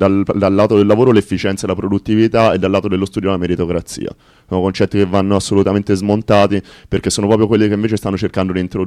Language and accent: Italian; Pisa, Tuscany, Italy; sono contento di questa notizia da Pisa, che non sapevo, che essendo la mia terra d'origine